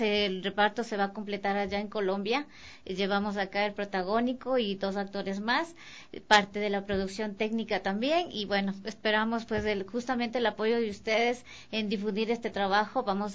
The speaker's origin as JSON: {"language": "Spanish", "country": "Ecuador", "said": "necesitamos apoyarnos como ecuatorianos también"}